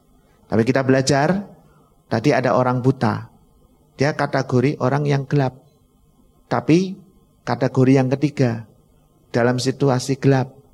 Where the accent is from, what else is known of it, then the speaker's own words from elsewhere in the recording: Bojonegoro, East Java, Indonesia; Saya orang Bojonegoro, ya.